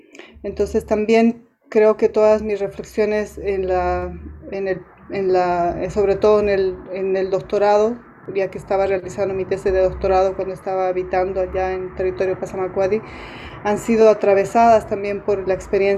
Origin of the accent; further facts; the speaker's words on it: Bolivia; en este minuto no tengo una adscripción con una comunidad indígena, pero también asumiendo que como boliviana soy una mujer que tiene una herencia cultural indígena de parte de mis abuelos, como también tiene una herencia cultural hispana.